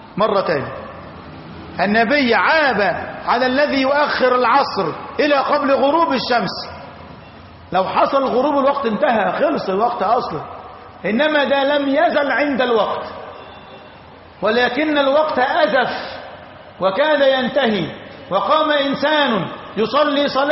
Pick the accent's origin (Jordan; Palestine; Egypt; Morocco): Egypt; أما في بلدتنا مصر لبعدنا عن خط الاستواء ولقربنا من خط العرض